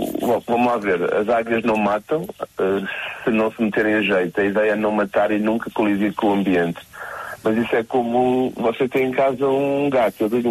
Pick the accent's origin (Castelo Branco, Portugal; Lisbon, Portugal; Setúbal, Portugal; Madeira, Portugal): Madeira, Portugal; Funchal; não somos de Porto Santo, somos do Santo da Madeira, do Funchal.